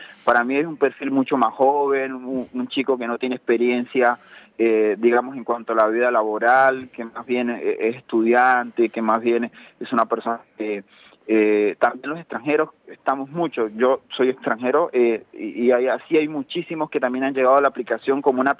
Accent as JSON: {"language": "Spanish", "country": "Colombia", "moved": "yes", "lives_now": "Argentina", "said": "Yo soy de Colombia."}